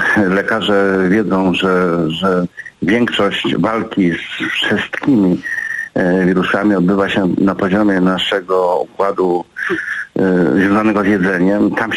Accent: Lublin Voivodeship, Poland; tak się tutaj mówi na gdzie są Bieszczady, w górach, u nas na Lubelszczyźnie mówi się kwasówka.

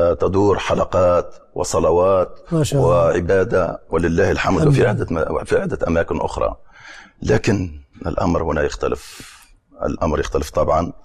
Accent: Tunisia; بالنسبة لشهر رمضان المعظم في بلدنا تونس له نكهة خاصة.

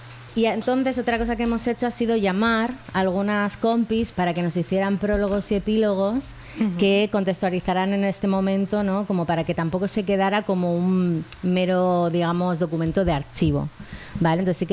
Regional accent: Andalusia, Spain; ya es que en Barcelona, ¿no? De como andaluza

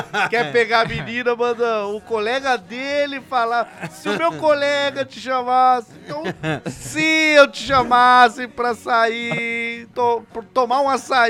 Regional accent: São Paulo, Brazil; sou de São Paulo, capital, e tenho 20 anos.

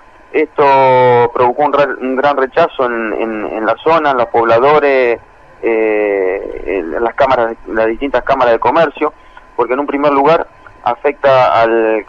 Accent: Argentina; Sí, dentro del departamento San Lorenzo. Las características de mi pueblo, es un pueblo agrícola-ganadero, está con un ambiente ruralista, rodeado de mucho verde, mucho campo

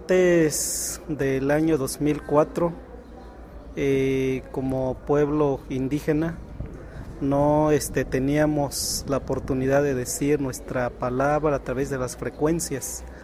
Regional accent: Guerrero, Mexico; de la Costa Chica del estado de Guerrero.

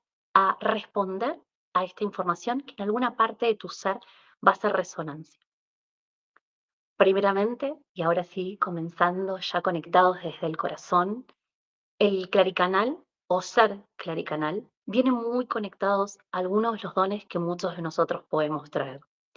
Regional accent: Mendoza, Argentina; soy de Argentina, Mendoza

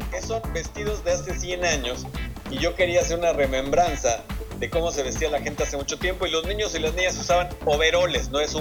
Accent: Cuba; De Cuba, precisamente.

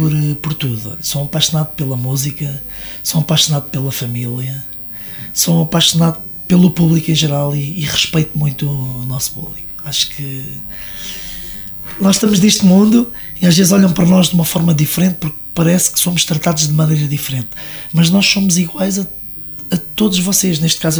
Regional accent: Leiria, Portugal; tenho em Leiria, que é a minha terra.

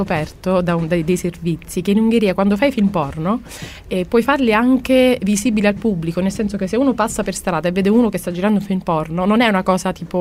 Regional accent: Sicily, Italy; io che sono nata e cresciuta in Sicilia

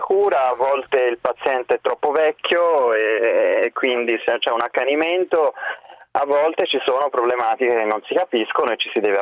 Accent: Florence, Tuscany, Italy; Sì, sono fiorentino.

